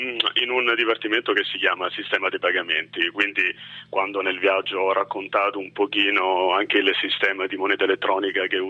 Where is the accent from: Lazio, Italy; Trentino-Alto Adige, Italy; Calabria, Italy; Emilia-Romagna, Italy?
Lazio, Italy; Rome; born there; ho lavorato per i primi anni a Milano, nella sede di Milano, e poi sono stato trasferito, insomma, a Roma, che è la mia città natale